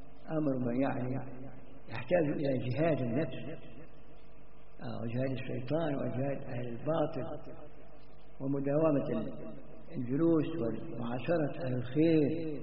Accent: Egypt; أو يصلوا حتى عندنا في مصر يقعد يصلي بالناس

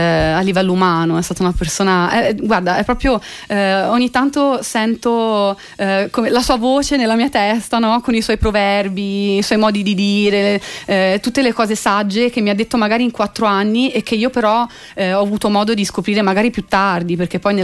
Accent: Tuscany, Italy; Nel mio paese, dove ci sono pochissime cose, perché è un piccolissimo paese in provincia di Pisa, il paese appunto dove sono nata e cresciuta

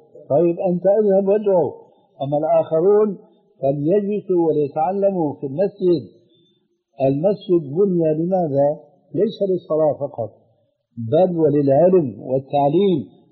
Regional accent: Syria; لكن نقرأ هكذا كما كانوا يقولون عندنا في الشام

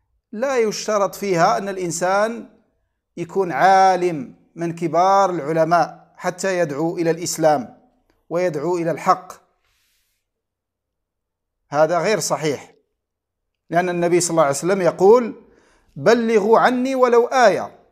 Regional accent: Morocco; أشرف وأسعد بالتواصل معكم وهذا اللقاء المتجدد مع أحبتي في بلدي المغرب

